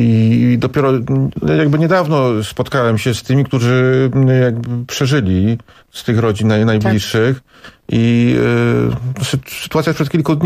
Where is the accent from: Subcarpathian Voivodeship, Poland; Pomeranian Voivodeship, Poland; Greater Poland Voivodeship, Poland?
Subcarpathian Voivodeship, Poland; Markowa; pochodzę z tej miejscowości. Jestem nawet spokrewnionym z … bo była ona siostrą mojej babci i mamą chrzestną mojego taty.